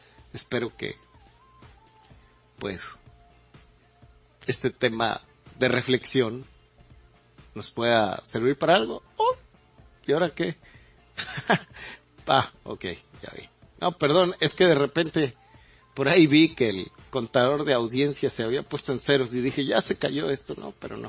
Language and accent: Spanish; Mexico; Me atrevería a decir que sería interesante que hiciéramos un referendo como mexicanos